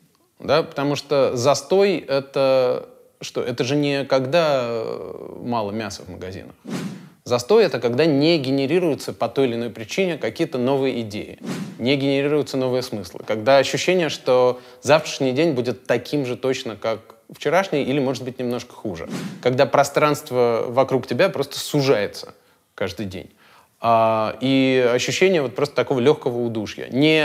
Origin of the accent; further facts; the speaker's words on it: Riga, Latvia; also born or lived in United States; now in Russia; я из Риги. Большую часть жизни прожил в Америке. И в 2012 году случилась такая странная вещь. Меня пригласили в Москву работать.